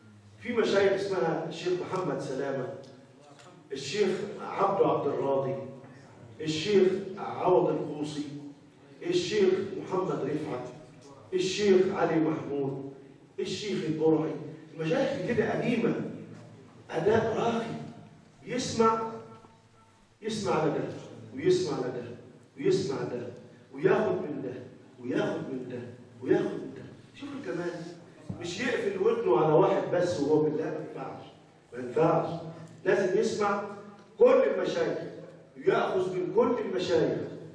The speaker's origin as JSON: {"language": "Arabic", "country": "Egypt", "said": "احنا كمصريين ما سمعناهمش"}